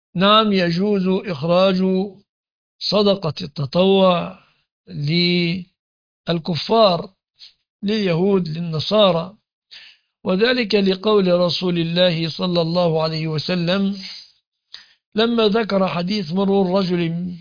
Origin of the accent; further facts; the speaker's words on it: Egypt; لكن عندنا في مصر على سبيل المثال الذي لا يمتلك سيارة لا يعد فقيرا